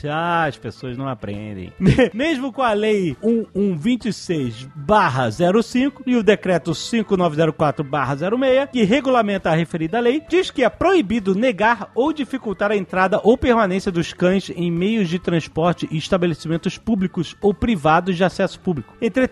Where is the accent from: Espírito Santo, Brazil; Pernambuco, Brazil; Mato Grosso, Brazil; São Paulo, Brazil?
São Paulo, Brazil; Como bom paulistano da gema que sou, venho aqui para defender